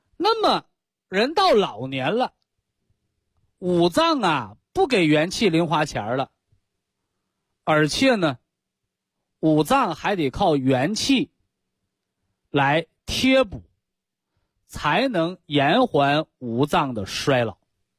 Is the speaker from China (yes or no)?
yes; northern China, China; accent: Northern Chinese; 这是我们北方土话